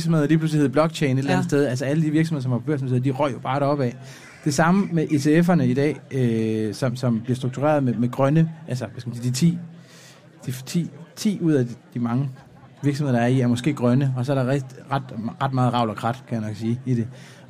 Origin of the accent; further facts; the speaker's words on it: Jutland, Denmark; du ved, jeg er jyde, ikke?